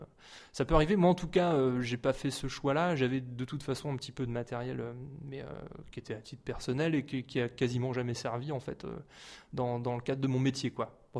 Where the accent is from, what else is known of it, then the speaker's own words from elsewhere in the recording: Montargis, Centre-Val de Loire, France; now in Orléans, France; j'ai déménagé sur Orléans pour ça, en fait, parce que je suis originaire de Montargis initialement.